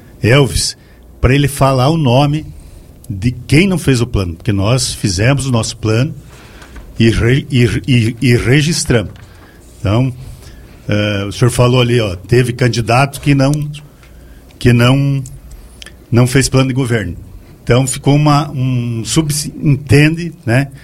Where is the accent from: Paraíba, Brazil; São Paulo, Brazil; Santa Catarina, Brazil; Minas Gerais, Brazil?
Santa Catarina, Brazil; Guatambu; born there; principalmente de Guatambu, né, minha terra, onde eu nasci.